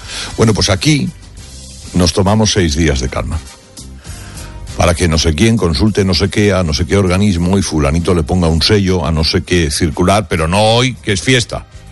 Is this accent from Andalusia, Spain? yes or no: yes; Cuevas de la Almanzora, Andalusia, Spain; bañándose en mi pueblo, en la playa de Cuevas de la Almanzora. Palomares es una pedanía de Cuevas.